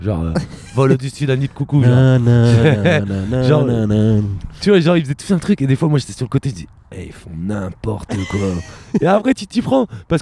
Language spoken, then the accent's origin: French; Reims, Grand Est, France; Moi je viens de Reims.